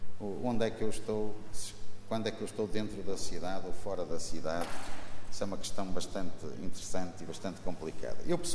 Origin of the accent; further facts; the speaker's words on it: Matosinhos, Norte, Portugal; born there; eu digo em todo o mundo que sou do Porto, mas na realidade nasci em Matosinhos, trabalho no Porto, moro em Matosinhos